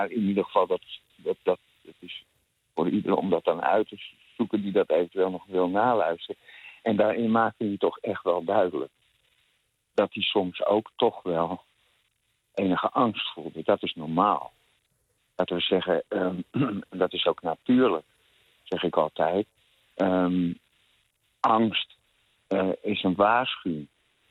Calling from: Amsterdam, North Holland, Netherlands; uit Amsterdam.

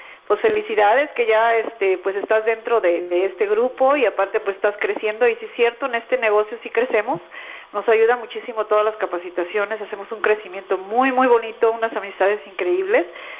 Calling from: Guadalajara, Jalisco, Mexico; aquí de Guadalajara

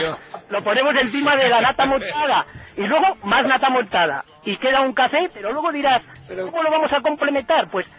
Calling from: Cantabria, Spain; Desde Cantabria

